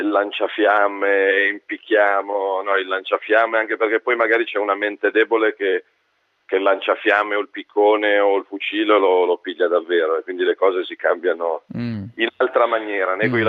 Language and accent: Italian; Milan, Lombardy, Italy; io da milanese a Treviso ci andrei a vivere molto volentieri